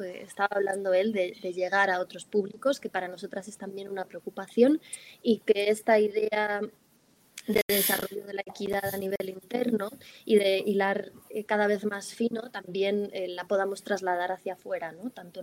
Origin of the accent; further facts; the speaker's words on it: Spain; somos todas españolas